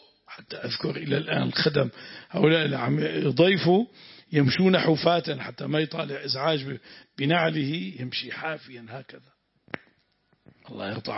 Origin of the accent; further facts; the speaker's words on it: Syria; عندنا في الشام، أريد أن أحضر